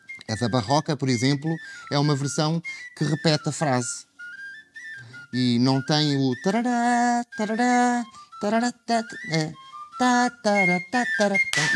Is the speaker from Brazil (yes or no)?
no; Fundão, Castelo Branco, Portugal; tenho 47 anos, nasci em Castelo Branco, mas o meu conselho de identidade é o Fundão.